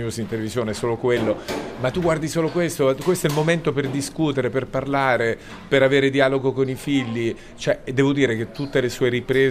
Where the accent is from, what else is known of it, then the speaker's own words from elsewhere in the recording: Abruzzo, Italy; perché sono abruzzese e so che bisogna, per imparare bisogna starsi zitti e non lamentarsi